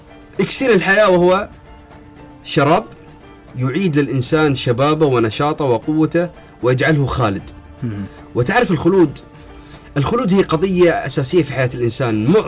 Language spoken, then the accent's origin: Arabic; Bahrain; مثل الغواصين عندنا في البحرين كانوا يغوصون إلى أعماق البحار